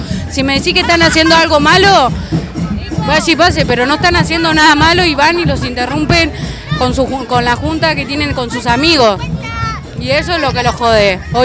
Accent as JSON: {"language": "Spanish", "town": "Villa Elvira", "region": "Buenos Aires Province", "country": "Argentina", "said": "Yo soy de Villa Elvira, barrio Aeropuerto, en realidad."}